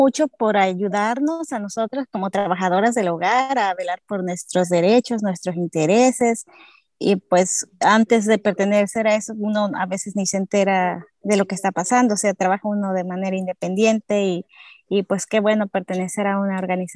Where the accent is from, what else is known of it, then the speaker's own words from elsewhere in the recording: Guerrero, Mexico; Yo soy de Guerrero, México, y tengo dos niñas, Paola, de 14 años, y Sofía, de 9 años.